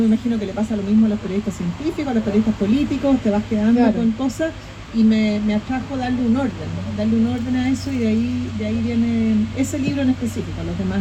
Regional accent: Chile; hay códigos que son muy elocuentes sobre cómo somos los chilenos

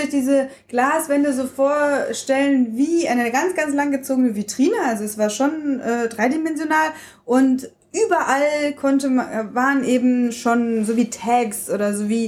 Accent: Berlin, Germany; damit sind wir ja groß geworden in Berlin.

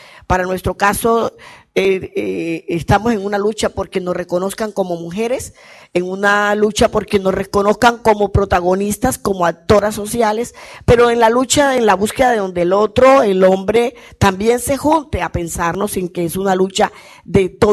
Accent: Colombia; Vengo de Colombia.

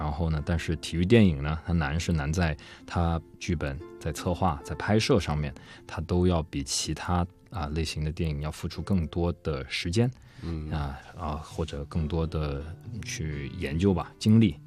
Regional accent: China; 就是对我们中国人来说，在他们那个地方其实是蛮有那个文化的

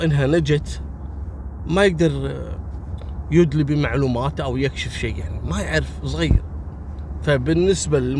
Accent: Kuwait; حصلت عندنا في الكويت في فتاة أردنية

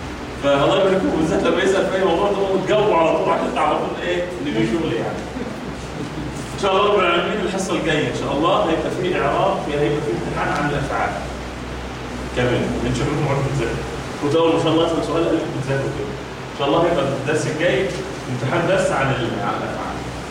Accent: Egypt; وكنا بنقول المثال عندنا كمصريين

